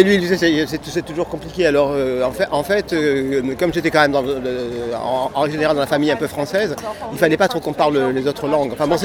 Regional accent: Provence-Alpes-Côte d'Azur, France; beaucoup bougé, en fait, voilà, parce qu'avec un papa dans l'armée, on passe de caserne en caserne, alors donc voilà... Mais j'ai grandi aussi en Provence

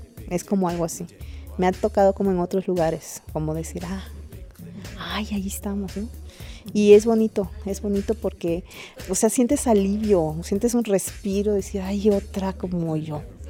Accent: Mérida, Yucatán, Mexico; soy de Mérida, ajá, Yucatán, sí.

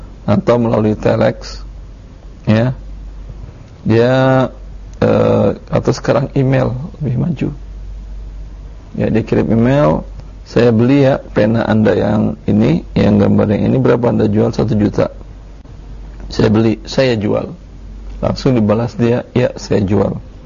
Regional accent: Pekanbaru, Riau, Indonesia; di Medan atau di Pekanbaru lah, kampung saya

